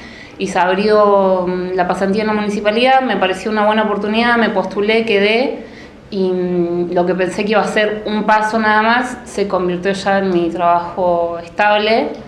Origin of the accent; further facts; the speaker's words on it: Bariloche, Río Negro, Argentina; No, no soy de Buenos Aires. Soy nacida y criada en Bariloche. Soy una NIC. Vivo en la parte del Alto, en el barrio Levalle. Me crié toda la vida ahí.